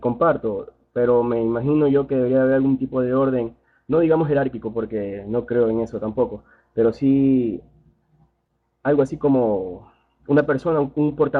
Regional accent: Guayaquil, Guayas, Ecuador; Guayaquil.

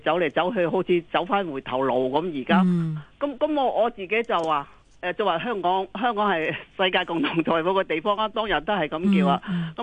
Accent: China; 咁我都因為我喺大陸成長㗎，咁我而家都過七張㗎啦

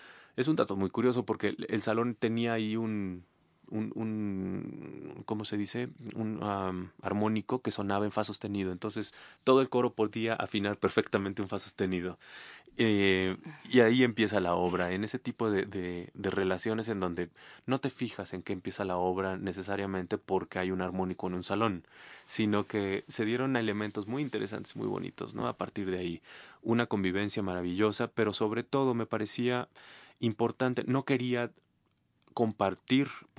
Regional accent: Bolivia; moved away; Yo soy boliviano y no estoy en Bolivia.

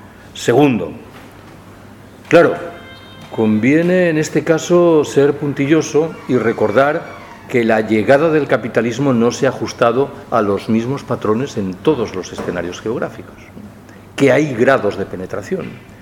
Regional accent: Galicia, Spain; yo soy gallego. Desde que era pequeñito he escuchado que el gran trauma de la vida económica y singularmente de la vida económica rural en Galicia es el minifundio

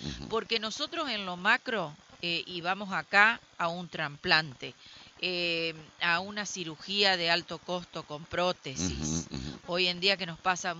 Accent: Diamante, Entre Ríos, Argentina; Si me permiten cortito, yo soy de Diamante

